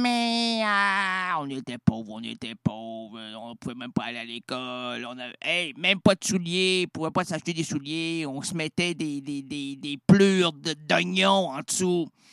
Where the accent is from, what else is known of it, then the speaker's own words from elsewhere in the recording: Quebec, Canada; Une grande, une belle, puis une rondelette, comme on les aime chez nous au Québec.